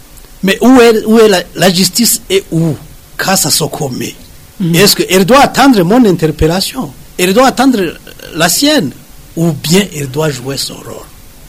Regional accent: Burundi; On est Burundais avant tout. Et on est Burundais après toute cette histoire-là de différence, de division, de tralala.

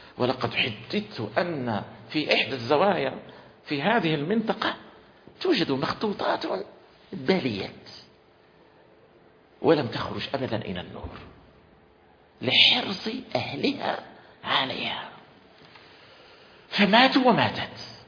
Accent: Morocco; وليس بمقدورنا نحن أن نفعل، ونحن من أبناء المغرب

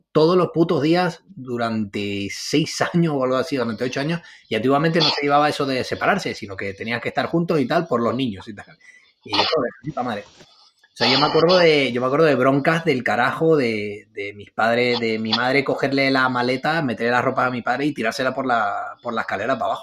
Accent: San Cristóbal de La Laguna, Canary Islands, Spain; la laguna de Tenerife. Yo nací allí, crecí allí y soy de allí.

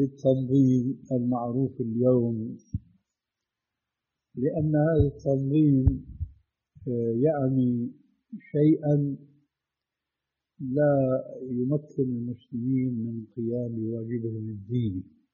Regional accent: Syria; لذلك العملية كما يقولوا عندنا في الشام بدها زكتار

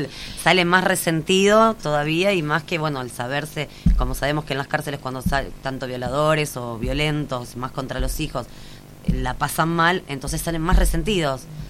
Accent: Buenos Aires, Argentina; Bueno, yo soy de Capital Federal.

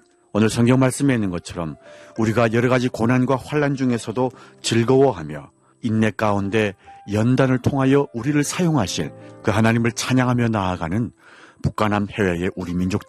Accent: North Korea; now in Seoul, South Korea; 지금까지 진행해 저는 탈북민

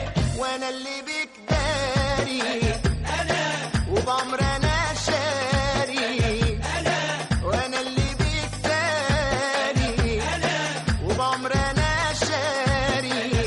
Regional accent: Luxor, Luxor Governorate, Egypt; يعني أنا دواعي فخري واعتزازي جدا ببلدي وبكل محافظات وكل مدن محافظات بلدي الأقصر

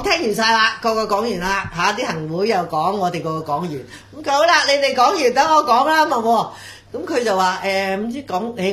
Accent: Hong Kong; 令到我哋香港人咧係好憤怒。

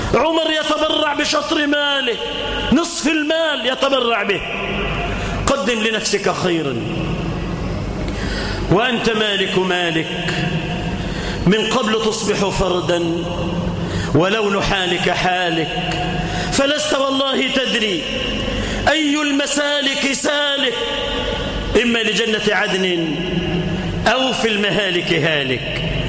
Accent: Egypt; اللهم اجعل بلدنا مصر آمنة مطمئنة

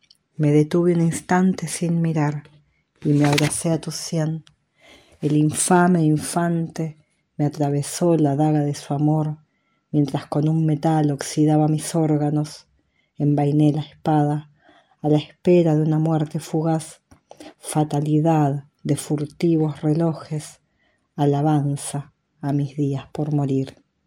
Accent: Buenos Aires, Argentina; born there; now in Viedma, Argentina; Nací en Buenos Aires en 1977, actualmente resido en Viedma, provincia de Río Negro

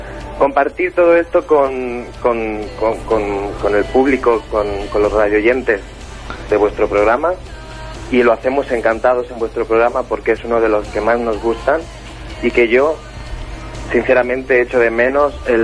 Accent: Jaén, Andalusia, Spain; also born or lived in Granada; now in Barcelona, Spain; soy de Jaén. He vivido algunos años en Granada, por eso estoy encantado de participar en un programa que se hace allí y desde allí. Y bueno, actualmente vivo en Barcelona

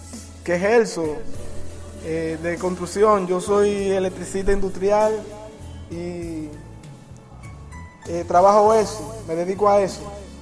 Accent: Barahona, Dominican Republic; llegué al sitio donde iba, de Barahona, que es mi sitio, mi tierra natal, hasta Samaná.

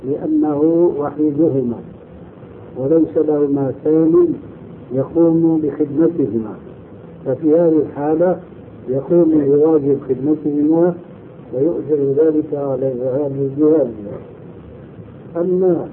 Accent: Syria; وعندنا في الشام يعملون ذلك

